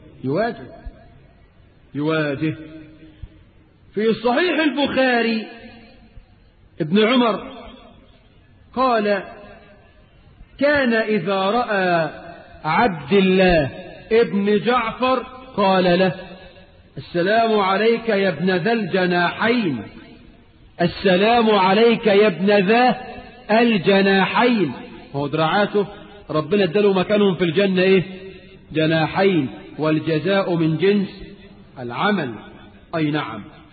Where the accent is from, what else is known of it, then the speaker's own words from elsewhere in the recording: Egypt; وإحنا عندنا في مصر إلى وقت قريب